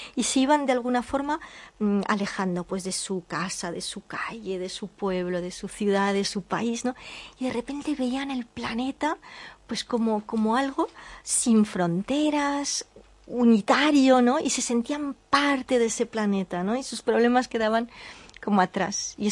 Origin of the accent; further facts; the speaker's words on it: Catalonia, Spain; soy española, soy catalana, cuando voy a Galicia me siento gallega, soy europea